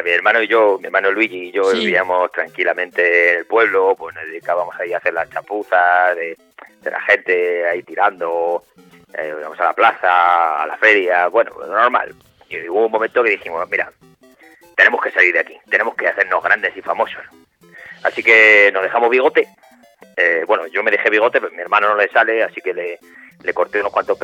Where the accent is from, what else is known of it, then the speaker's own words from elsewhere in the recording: Castilla-La Mancha, Spain; En realidad somos de un pueblo pequeñito de Cuenca.